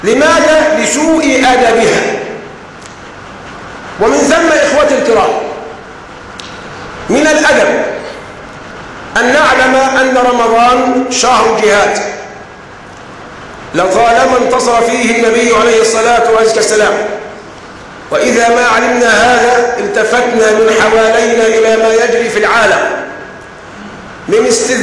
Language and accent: Arabic; Egypt; ومعلوم أننا كمصريين بيننا التحام، بيننا ارتباط